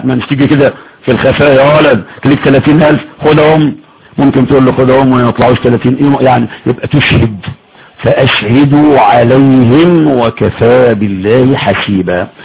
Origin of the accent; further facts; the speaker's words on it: Egypt; دي لغتنا احنا كمصري